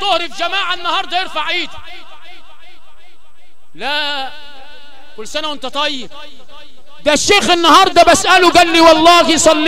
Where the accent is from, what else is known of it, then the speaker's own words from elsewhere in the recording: Sharqia Governorate, Egypt; وعندنا في الشرقيه